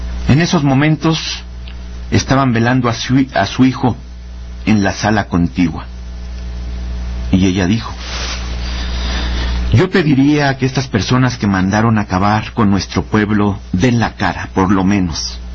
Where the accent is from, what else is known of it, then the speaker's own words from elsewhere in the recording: Mexico; Somos mexicanos. Hemos de ser tratados como tales.